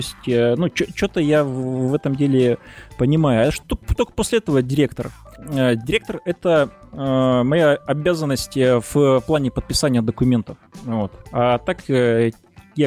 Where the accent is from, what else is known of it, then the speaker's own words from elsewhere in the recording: Maykop, Adygea, Russia; например, на моей малой родине, в городе Майкопе.